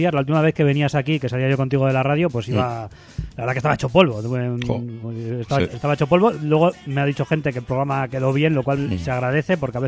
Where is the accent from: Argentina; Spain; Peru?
Spain; Barakaldo, Basque Country; siendo como somos de Baracaldo